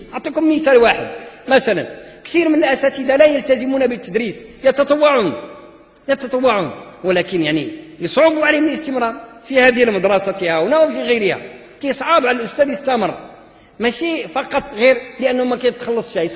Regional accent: Morocco; يعني مدارس التعليم العتيق اللي عندنا في المغرب عندها أزمة

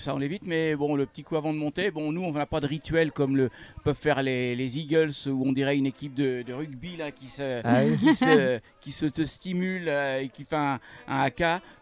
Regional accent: Saint-Avertin, Centre-Val de Loire, France; Mais nous, on est de Saint-Avertin, effectivement, enfin, ou presque. Hein. Hein, presque, enfin on est des Tourangeaux, voilà.

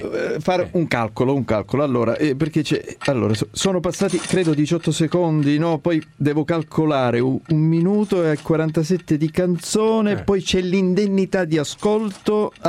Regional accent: Sicily, Italy; Non sono greco, sono siciliano.

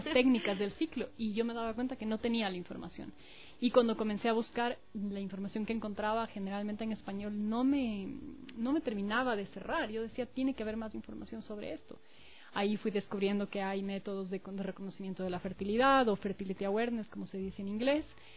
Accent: Quito, Pichincha, Ecuador; Mis papás son argentinos, pero vinieron a vivir aquí hace mucho tiempo. Mi mamá vivió más de la mitad de la vida en esta ciudad, así que yo me considero súper quiteña. Nacida también aquí yo y mi hermana. Tengo 38 años.

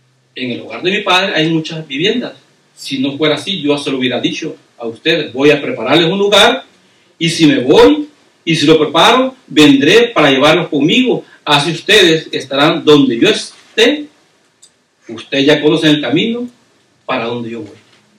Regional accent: Mexico; now in United States; Hermanos, ¿se recuerdan cuando nos venimos de México? ¿Verdad? Todos los que somos mexicanos. Nos venimos por diferentes puertas, hermanos. Entramos por Tijuana

